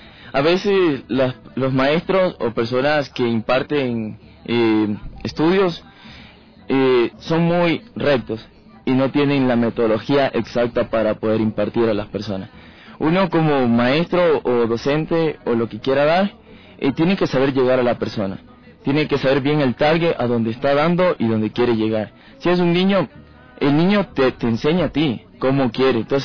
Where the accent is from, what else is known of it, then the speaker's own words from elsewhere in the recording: Esmeraldas, Ecuador; soy de Esmeraldas.